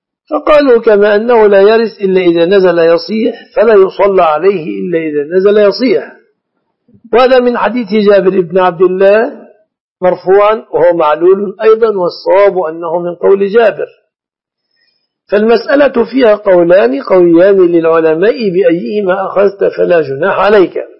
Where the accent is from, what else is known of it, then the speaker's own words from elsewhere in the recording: Egypt; فالناس الآن لا يأكلون الشعير في بلادنا مصر